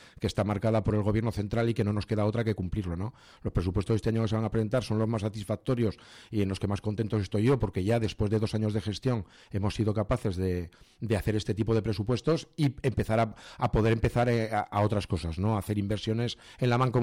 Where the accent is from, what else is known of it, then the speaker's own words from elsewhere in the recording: Tudela, Navarre, Spain; así como yo lo he dicho en dos frases que necesito para mi pueblo, en Tudela es mucho más complejo